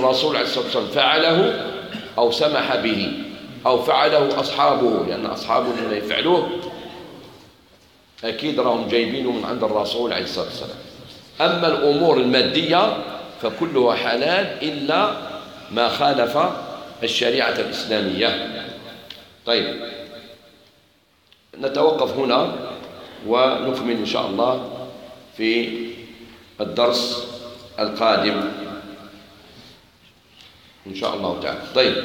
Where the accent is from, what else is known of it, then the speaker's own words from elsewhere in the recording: Algeria; فاكهة ماهيش موجودة في بلادنا الجزائر ما تعرفهاش